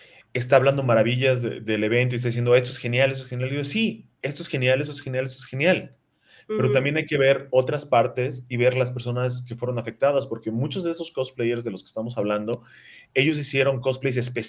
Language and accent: Spanish; Yucatán, Mexico; me quedó un poquito muy chico porque soy cabezón, porque soy de Yucatán.